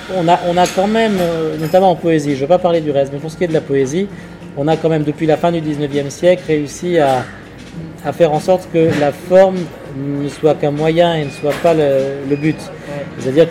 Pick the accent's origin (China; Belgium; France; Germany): France; Paris, Île-de-France; À Paris, je suis très parisien, moi. Je suis un parisien tête de chien, moi.